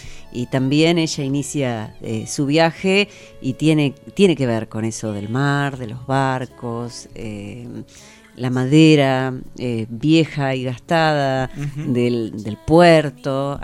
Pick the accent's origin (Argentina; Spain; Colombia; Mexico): Argentina; Buenos Aires; now in La Plata, Argentina; Claro, vivía en Buenos Aires porque soy porteña. Después me vine a vivir acá a La Plata